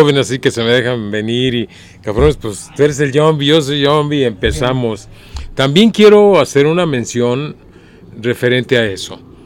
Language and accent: Spanish; Guadalajara, Jalisco, Mexico; saqué mi credencial y soy maestro y vengo de Guadalajara